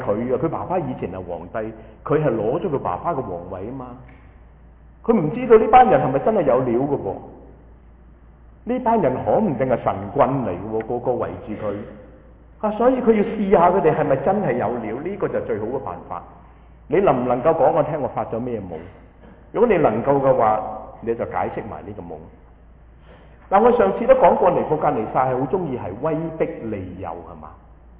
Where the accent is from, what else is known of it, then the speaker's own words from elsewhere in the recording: Hong Kong; 我哋香港人讲话老鼠拉龟